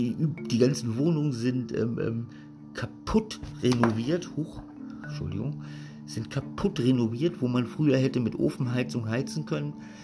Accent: West Germany, Germany; moved away as an adult; now in Berlin, Germany; Ich bin im Westen aufgewachsen und erst Ende des 2004 oder was bin ich hergekommen.

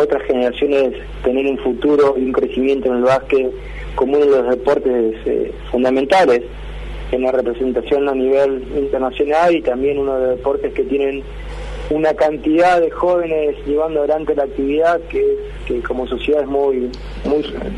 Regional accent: Argentina; un equipo realmente que nos siga haciendo sentir orgulloso como argentino a la hora de competir

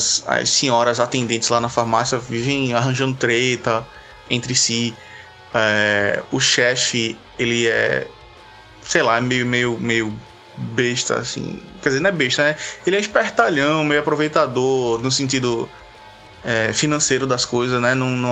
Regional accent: Recife, Pernambuco, Brazil; Eu sou de Recife, ela é de Salvador, 800 km de distância.

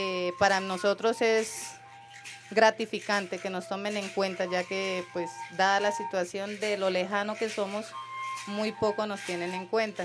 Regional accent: Guainía, Colombia; vengo del departamento del Guainía, que es un departamento un poquito aislado, más rico en biodiversidad y pluricultural, ¿sí? Contamos con un hermoso departamento del cual 80% de los habitantes somos indígenas. Somos varias etnias, está el Curripaco

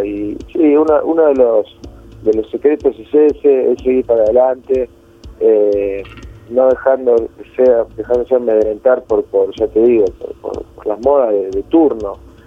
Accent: Rosario, Santa Fe, Argentina; Ni siquiera saben que por ahí somos de Rosario.

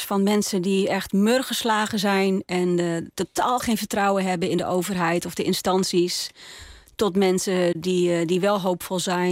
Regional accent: Groningen, Netherlands; also born or lived in North Brabant; Ik zing in het Gronings. Dat doe ik nou al een dikke 10 jaar, denk ik. Ik ben ook echt geboren en getogen Groninger. Heb voor mijn studie wel een poosje in Brabant gewoond.

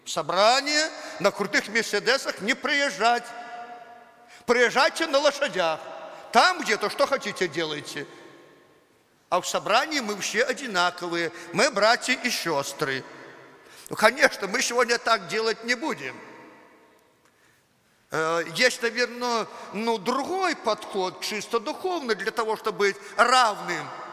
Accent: Belarus; Ну да, по плоти я белорус. Это никуда не денешь.

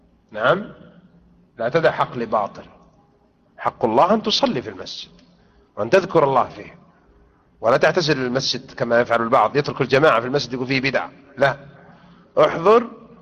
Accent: Morocco; دورة المغرب عندنا في المغرب يوم الجمعة يقرؤون القرآن جماعيا

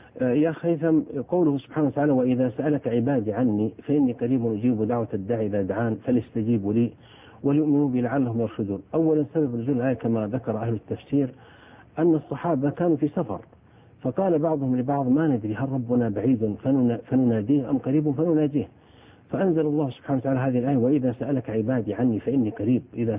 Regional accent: Saudi Arabia; أنه في زواجات حصلت مثل عندنا في السعودية

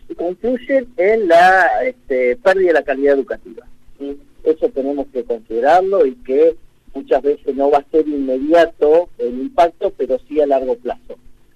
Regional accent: San Antonio Oeste, Río Negro, Argentina; Yo soy de San Antonio, que soy rionegrino

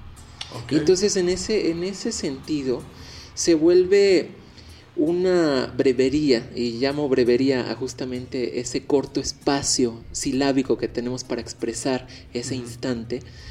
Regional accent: Mexico; No es como nosotros como mexicanos, la ironía o la burla, ¿no?

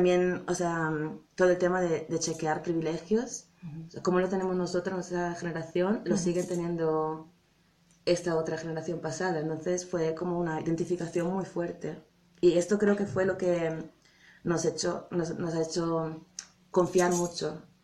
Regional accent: Italy; Spanish is a second language; empezamos con Alemania y Holanda, que es donde vivimos nosotras, y luego, al principio, por ejemplo, Italia, que somos las dos italianas

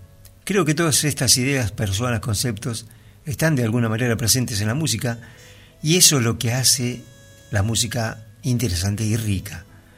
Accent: Vigo, Galicia, Spain; nos trasladamos a Galicia, al noroeste de España, de donde era originario mi padre. Crecí en Vigo, una ciudad costera, industrial y pesquera.

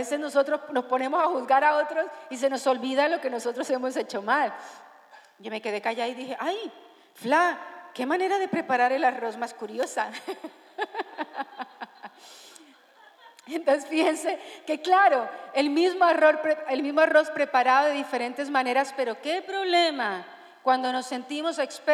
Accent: Colombia; now in Spain; yo soy una colombiana rara, yo no sé cocinar platos típicos de Colombia

